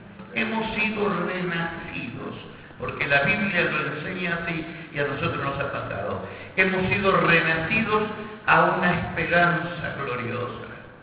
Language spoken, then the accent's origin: Spanish; Buenos Aires, Argentina; yo soy de Capital Federal.